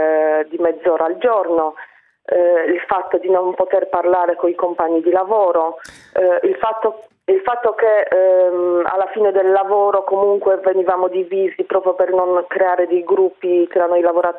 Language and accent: Italian; Poland; Italian is a second language; now in Italy; Sì, vengo dalla Polonia.